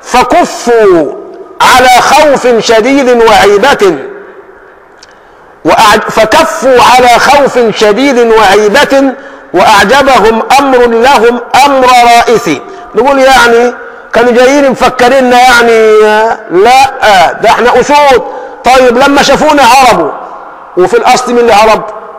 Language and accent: Arabic; Egypt; اللهم حول حالنا كمصريين إلى أحسن حال.